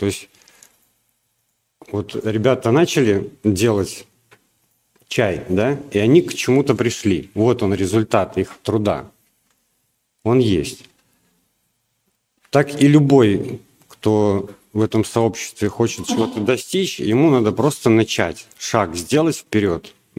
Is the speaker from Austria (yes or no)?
no; Belarus; now in Russia; я, например, приехал с Беларуси. В России здесь столкнулся с проблемой, что у нас в Беларуси продукты намного лучше, чем в России.